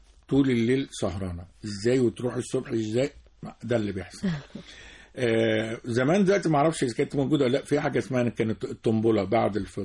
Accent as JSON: {"language": "Arabic", "town": "Port Said", "region": "Port Said Governorate", "country": "Egypt", "tie": "born or raised there", "said": "فبورسعيد وتلاقي عشان احنا قريبين من الشام، تلاقي الكنافة النابلسية في بورسعيد."}